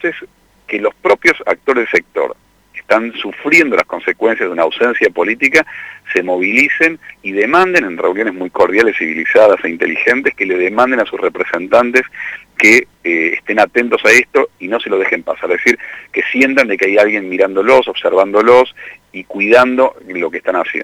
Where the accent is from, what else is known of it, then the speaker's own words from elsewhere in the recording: Córdoba, Argentina; now in Buenos Aires, Argentina; yo soy cordobés, ¿no? Y, si bien vivo en Buenos Aires